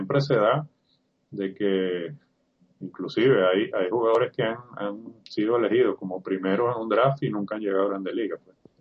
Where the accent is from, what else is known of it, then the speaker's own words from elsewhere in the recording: Venezuela; uno que siempre uno tiene como venezolano en la punta de la lengua